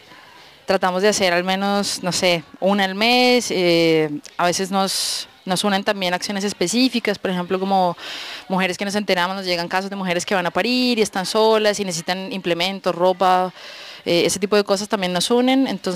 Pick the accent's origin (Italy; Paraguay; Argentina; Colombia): Colombia; now in Valparaíso, Chile; yo soy de Colombia